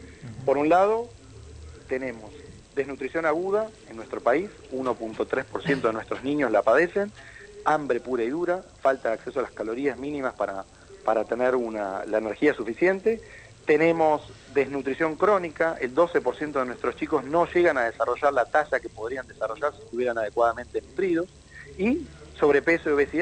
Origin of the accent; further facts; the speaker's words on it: Argentina; un país netamente urbano como es Argentina, 92% de nuestra población vive hoy en pueblos y ciudades